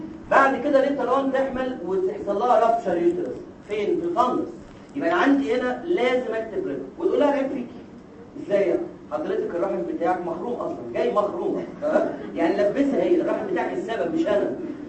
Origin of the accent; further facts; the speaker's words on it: Egypt; يعني مش عارف عندنا في مصر ايه